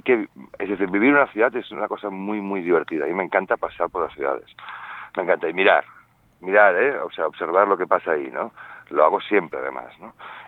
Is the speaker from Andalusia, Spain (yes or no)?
no; Barcelona, Catalonia, Spain; De hecho, yo soy de Barcelona.